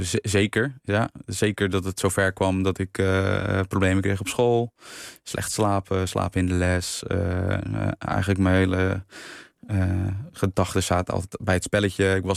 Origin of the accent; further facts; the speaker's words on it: Netherlands; Want zeker in Nederlander, en dan spreek ik even als Nederlander